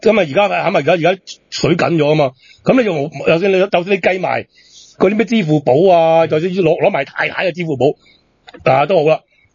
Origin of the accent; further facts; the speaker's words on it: Hong Kong; 我哋香港人去澳門，我去中場去賭啊